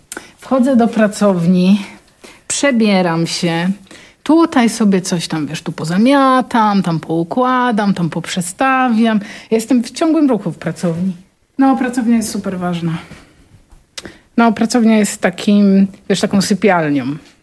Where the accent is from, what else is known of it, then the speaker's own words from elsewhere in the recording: Pomeranian Voivodeship, Poland; ja pochodzę z Kociewia i tam są rzeki, a tam, gdzie są rzeki, zawsze jest glina. Moi rodzice mają taki domek w Sztyklinie